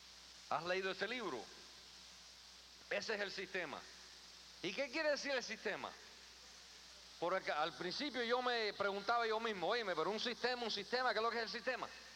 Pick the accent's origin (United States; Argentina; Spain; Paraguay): United States; New York; also born or lived in Queens; Yo me nací en Queens, New York, que me crié en el Bronx.